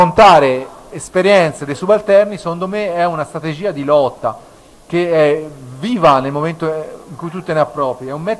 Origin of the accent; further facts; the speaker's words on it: Tuscany, Italy; io sono originario dell'Alta Maremma, lì c'è ancora la poesia estemporanea ottava rima che a volte pastori e contadini fanno